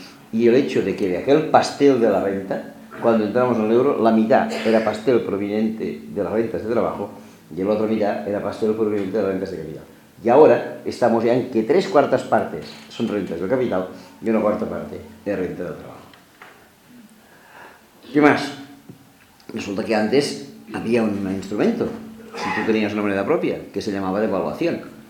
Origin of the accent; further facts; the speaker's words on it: Catalonia, Spain; a mí me gustaría volver a la peseta, entre otras razones, porque soy catalán.